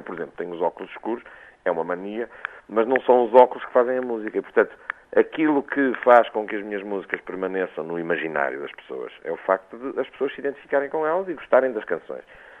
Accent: Viseu, Portugal; aliás, onde eu sou oriundo, porque eu sou oriundo da Beira Alta

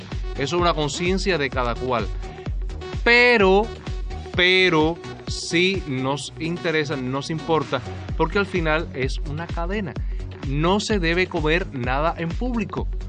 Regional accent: Cuba; Somos cubanos, pero también somos latinos.

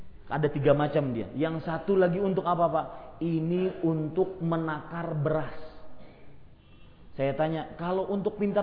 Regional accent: Banjarmasin, South Kalimantan, Indonesia; kalau di kota saya di Banjarmasin itu, ya, ada namanya raja-raja.

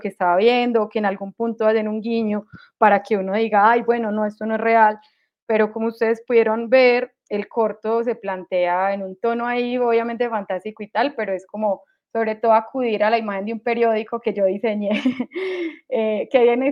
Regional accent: Antioquia, Colombia; accent: Medellín; Creo que este acento ahora es como el acento colombiano

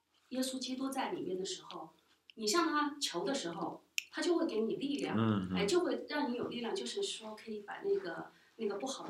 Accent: Hunan, China; 那么再加上我是湖南人，吃的口味香辣麻辣

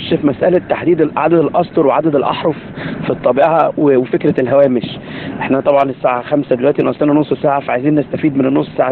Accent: Egypt; احنا عندنا في مصر الوضع بالنسبه للورق غير مختلف شويه

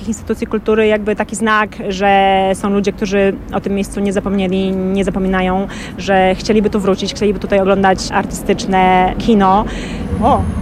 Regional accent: Warsaw, Masovian Voivodeship, Poland; Oczekujemy jako warszawiacy, widzowie, wsparcia od instytucji kultury

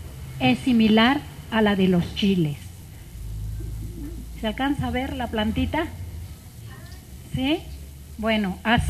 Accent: Ocozocoautla, Chiapas, Mexico; born there; una receta del estado de Chiapas, que es mi estado. Yo nací en Ocosocuautla, Chiapas

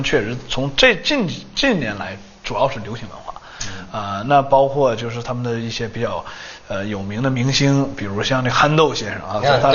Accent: China; 因为我觉得作为一个中国人

